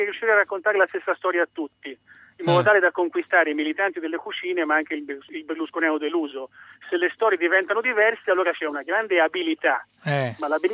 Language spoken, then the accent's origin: Italian; Florence, Tuscany, Italy; io sono fiorentino come lui